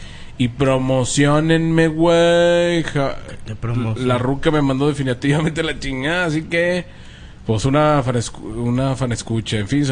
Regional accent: Tlalpan, Mexico City, Mexico; Les mando un gran saludo desde mi terruño, San Andrés, Totoltepec, Tlalpan, Distrito Federal, México.

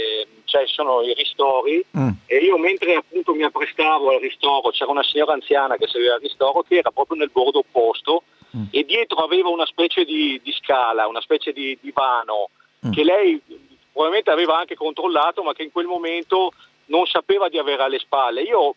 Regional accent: Verona, Veneto, Italy; No, io sono di Verona, ma vado sui Colli Eugani a fare questa corsa podistica.

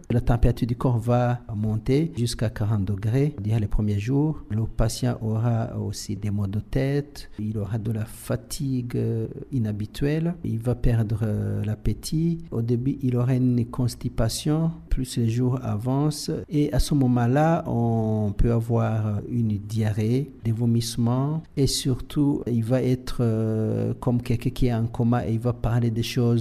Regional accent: Burundi; On peut les avoir ici chez nous au Burundi.

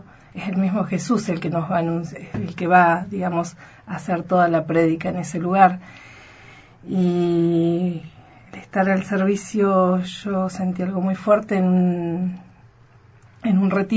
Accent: Río Negro, Argentina; No sabría decirte cuántos somos los argentinos, pero también hay un gran número. Rionegrinas, sí, somos dos.

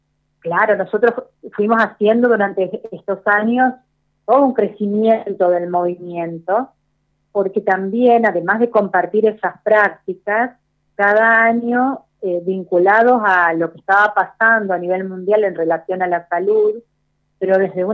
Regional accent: Misiones, Argentina; yo soy de Misiones, vivo en El Prado, en Misiones.

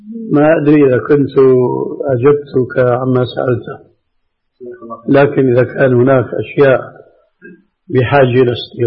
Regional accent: Syria; أما جماهير الناس كما يقولون عندنا في سوريا هاتي لك وامشي

